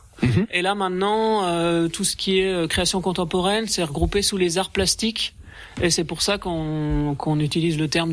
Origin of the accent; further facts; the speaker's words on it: Grand Est, France; moi j'habite depuis quelques années dans les Vosges, je suis originaire de Meuse.